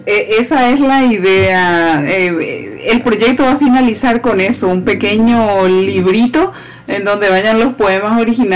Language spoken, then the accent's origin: Spanish; Paraguay; pero somos unos paraguayos con muchas ganas de mostrar quiénes somos al resto del mundo.